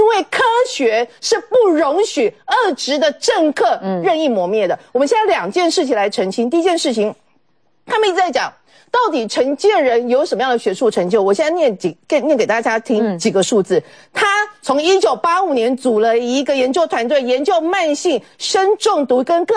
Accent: Taiwan; 我们台湾人弄出来的个标准可以被世界引用的

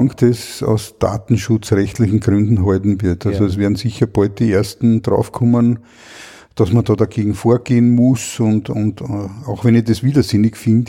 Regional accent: Lower Austria, Austria; Ich als Niederösterreicher zahle mit meinen Bundesabgaben

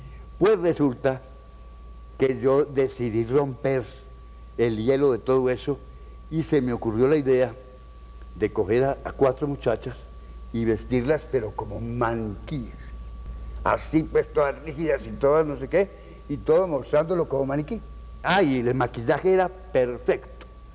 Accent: Anserma, Caldas, Colombia; Yo de muchacho había oído en mi pueblo, Anserma Caldas

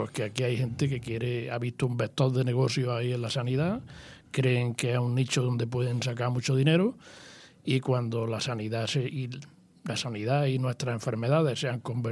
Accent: Fernán Núñez, Andalusia, Spain; por ponerte un ejemplo, a la gente de mi pueblo en Fernán Núñez lo están mandando a hacerse un TAS, por ejemplo, a Lucena.

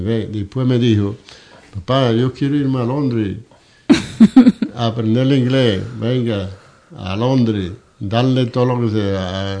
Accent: Ubrique, Andalusia, Spain; yo soy de Ubrique

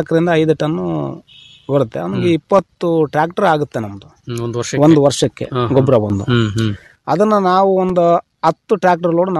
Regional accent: Pujarahalli, Karnataka, India; ಇಲ್ಲ ಸರ್, ನಮ್ಮ ಸ್ವಂತ ಊರು ಪೂಜಾರಳ್ಳಿನೇ. ನಾವು ಅಲ್ಲಿ ರೈತರು

